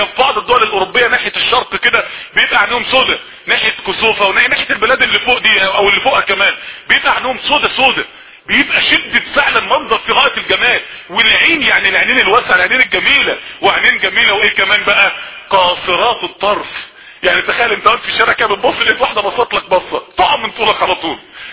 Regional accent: Mansoura, Dakahlia, Egypt; ما يعرفوش ان انا من المنصوره بس ولا حاجه

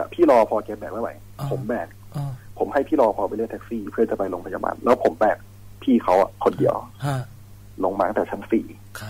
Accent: Khon Kaen, Thailand; now in Bangkok, Thailand; เป็นคนขอนแก่นครับ

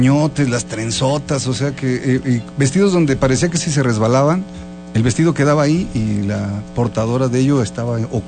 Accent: Mexico; ahorita sigue vigente estos clichés, de alguna manera, que nos identifican como nación mexicana

